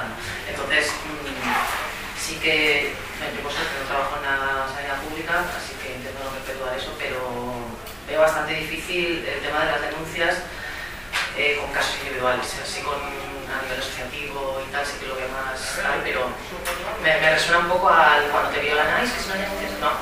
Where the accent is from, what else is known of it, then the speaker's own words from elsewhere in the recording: Barcelona, Catalonia, Spain; Soy de Barcelona, estábamos en un ambiente de recortes sanitarios